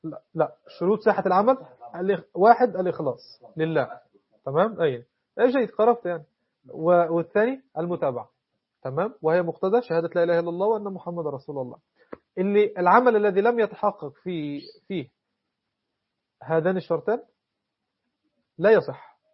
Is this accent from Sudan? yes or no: no; Egypt; وهو مصري بالمناسبة، مش عشان أنا مصري